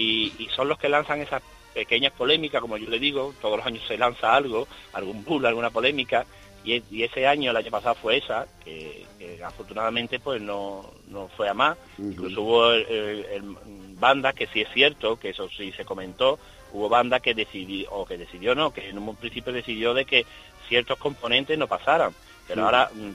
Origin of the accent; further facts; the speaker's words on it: Albaida del Aljarafe, Andalusia, Spain; yo soy de Albay de Aljarafe, un pueblo de la provincia de Sevilla.